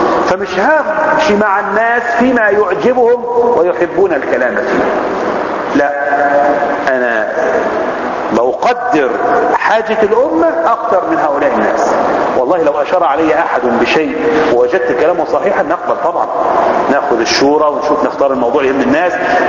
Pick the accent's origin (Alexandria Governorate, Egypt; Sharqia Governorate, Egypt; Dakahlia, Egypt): Sharqia Governorate, Egypt; Zagazig; ان احنا كل مجموعة في البلد عندنا في الزقازيق